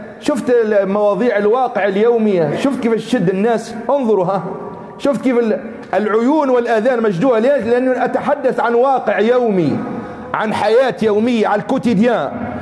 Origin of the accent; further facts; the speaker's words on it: Tunisia; اعتدنا في بعض المناطق عندنا في تونس يوم العيد تهدى المرأة هدية يسموها هدية الماء والملح